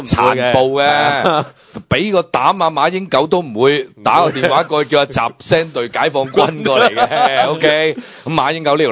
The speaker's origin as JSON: {"language": "Cantonese", "country": "Hong Kong"}